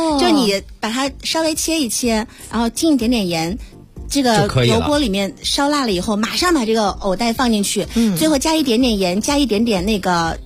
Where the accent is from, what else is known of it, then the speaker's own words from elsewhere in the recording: Hubei, China; 如果你到我们湖北做客，就是喜欢你的那种阿姨啊或者大姐啊，给你熬那个排骨藕汤